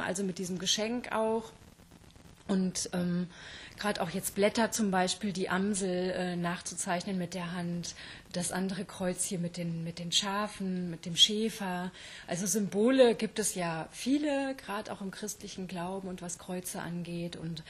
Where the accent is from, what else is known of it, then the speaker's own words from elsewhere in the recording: Rheda-Wiedenbrück, North Rhine-Westphalia, Germany; Also gebürtig komme ich aus Reda-Wiedenbrück in der Nähe von Gütersloh.